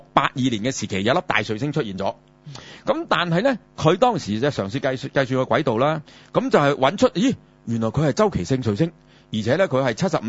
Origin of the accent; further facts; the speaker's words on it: China; 我哋中國人叫咩